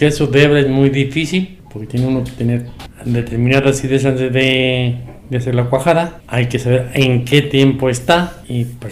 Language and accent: Spanish; Puebla, Mexico; Yo estuve trabajando, salí de trabajar de Puebla a trabajar en ranchos.